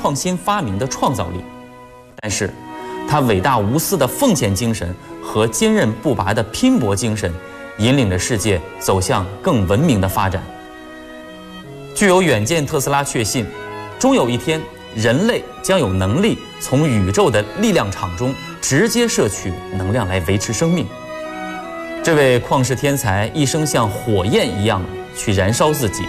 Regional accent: Daxing District, Beijing, China; 来自大兴区的金牌阅读推广人候选人。

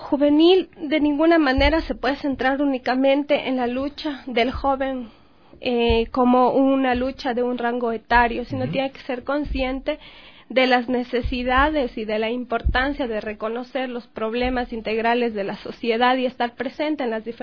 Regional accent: Espíndola, Loja, Ecuador; now in Quito, Ecuador; yo soy oriunda del cantón Espíndola, que no muchos conocen aquí en Quito, que siempre les menciono de mi cantón es y dónde queda. Es un cantón fronterizo de la provincia de Loja. A muy temprana edad salí de mi cantón

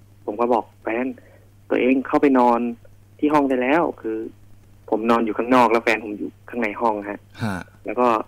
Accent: Chiang Mai, Thailand; ผมเป็นคนเชียงใหม่ครับ

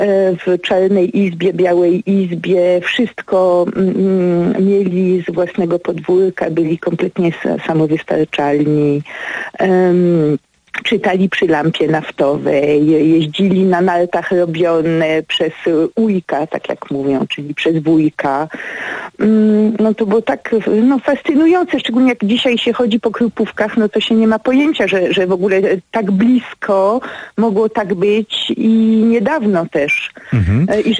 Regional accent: Paris, Île-de-France, France; also born or lived in Kościelisko, Poland; now in Poland; Przez całe dzieciństwo mieszkałam we Francji, przyjeżdżałam do nich z rodzicami, siostrami samochodem przez te 1700 kilometrów z Paryża.

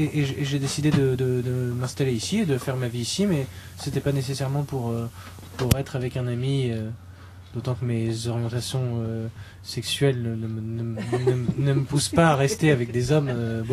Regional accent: Hauts-de-France, France; De la Picardie, donc on est entre les deux finalement.

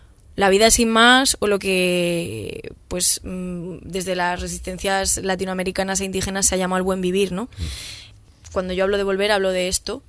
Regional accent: Madrid, Community of Madrid, Spain; yo desconocía, pues porque soy una persona de Madrid.

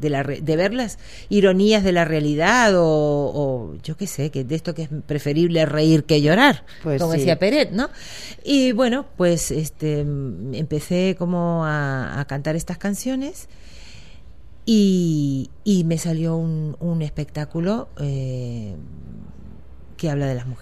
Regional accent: Argentina; accent: Argentine; me piden que fuerce o que disimule mucho mi acento argentino.

